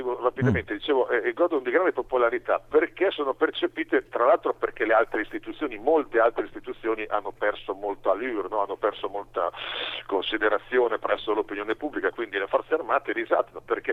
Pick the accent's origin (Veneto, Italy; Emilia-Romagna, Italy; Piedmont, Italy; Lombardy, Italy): Emilia-Romagna, Italy; E lo dico da emiliano, io vivo nella zona che nel 2012 è stata colpita dal terremoto, no? Fra Bologna, Modena e Ferrara